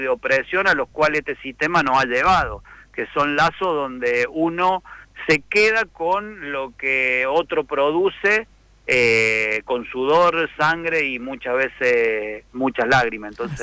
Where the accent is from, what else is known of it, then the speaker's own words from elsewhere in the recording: Colonia Caroya, Córdoba, Argentina; yo recuerdo mi niñez, mi infancia ahí en Colonia Carolla y la casa que ahora tiene mi mamá